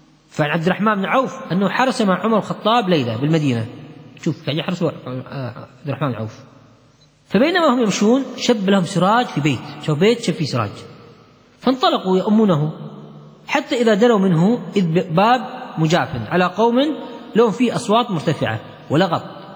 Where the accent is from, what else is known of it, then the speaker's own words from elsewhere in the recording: Kuwait; لا عيب عندنا في الكويت.